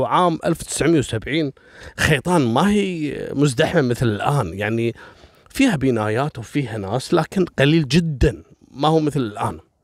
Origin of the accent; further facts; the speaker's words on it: Kuwait; المدارس أول بنيانها إحنا عندنا في الكويت دائما سور المدرسة